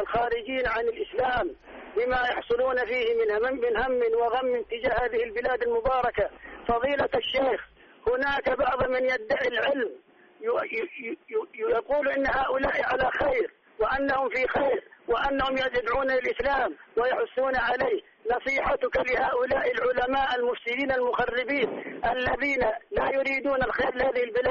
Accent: Saudi Arabia; بلادنا السعودية بلاد الحرمين

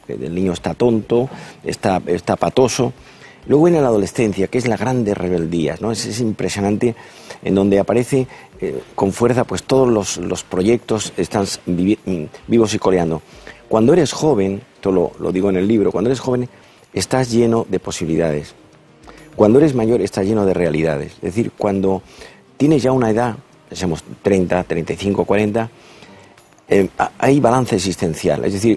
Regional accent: Andalusia, Spain; Yo soy andaluz y cuando era pequeño, mi padre era psiquiatra

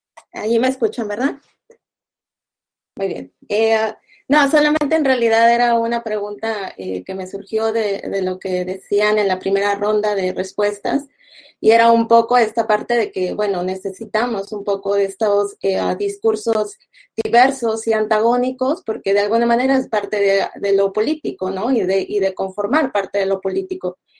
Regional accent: Mexico; Bueno, yo soy mexicana, vivo en la frontera entre México y Estados Unidos

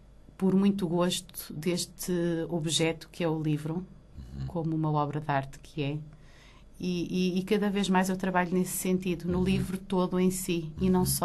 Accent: Maputo, Maputo City, Mozambique; born there; Ora, eu nasci em Lourenço Marques, Moçambique. Vivi lá momentos maravilhosos e exóticos.

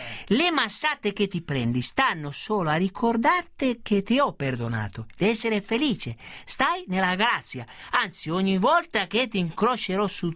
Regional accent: Treviso, Veneto, Italy; Io sono di Treviso, lo voglio chiarire una volta per tutte

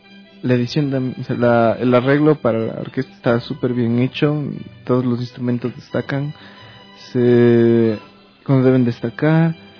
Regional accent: Quito, Pichincha, Ecuador; Sí, yo vengo de Quito.

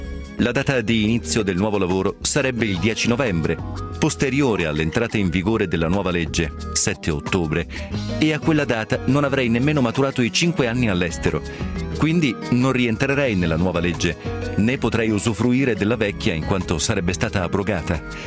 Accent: Marche, Italy; innamorato e orgoglioso come sono dell'Italia, ho gettato le basi per aprire delle case vacanze nelle bellissime Marche, mia regione nativa.

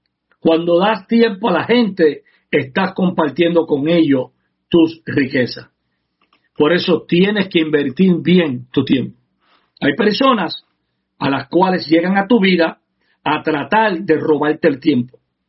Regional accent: Puerto Rico; como los puertorriqueños cuando comemos arroz, que siempre queremos la parte de abajo

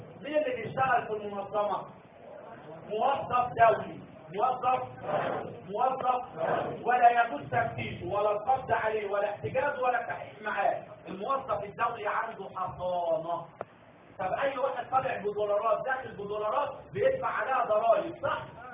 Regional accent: Egypt; زي ما بيجوا عندنا في مصر يفتشوا على السجون

